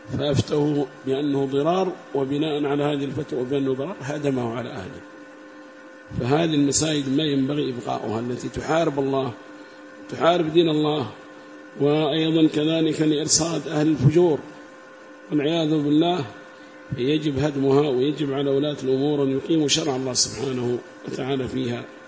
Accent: Yemen; وأما عندنا في اليمن ربما صلوا تقية

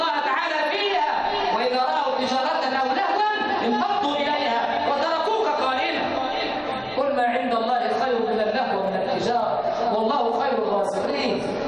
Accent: Egypt; اللهم اجعل بلدنا مصر وبلاد المسلمين سخاء رخاء

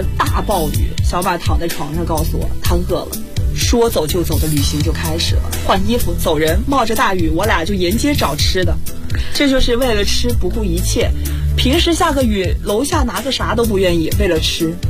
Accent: South China, China; 我作为南方人啊，我那时候第一次见到雪也是很新奇，就是很奇特。

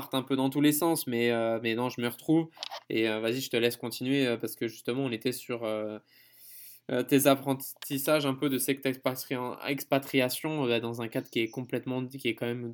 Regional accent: France; En tant que Français, maintenant j'en ai plus conscience.

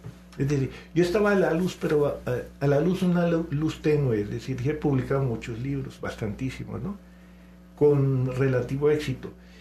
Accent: Colombia; now in Mexico; Yo me siento muy, muy colombiano, pero cada vez más mexicano.

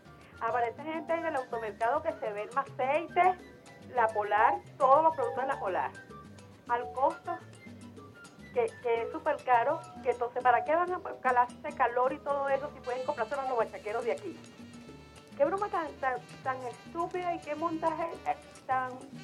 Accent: Venezuela; Pero como soy venezolana

